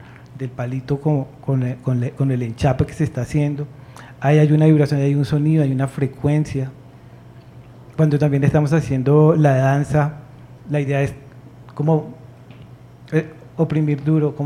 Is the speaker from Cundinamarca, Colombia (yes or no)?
no; Bogotá, Colombia; Nosotros somos de Bosa, entonces ese amor por el territorio no es de Bosa, es por toda la ciudad.